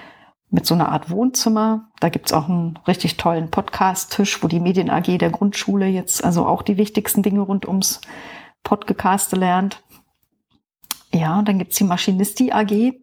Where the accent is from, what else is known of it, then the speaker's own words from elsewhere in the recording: Brandenburg, Germany; ich bin aus Brandenburg da aufgewachsen, habe mich ein bisschen rumgetrieben in der Welt und bin jetzt aber wieder in Brandenburg gelandet seit einiger Zeit, wohne im Norden von Berlin, kurz vor MacPom.